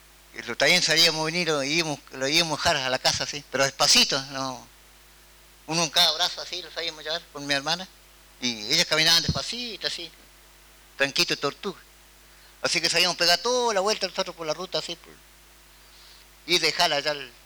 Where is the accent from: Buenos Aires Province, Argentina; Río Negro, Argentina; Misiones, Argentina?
Río Negro, Argentina; Cuesta del Ternero; de Cuesta del Ternero, pertenezco a la comunidad también Pichún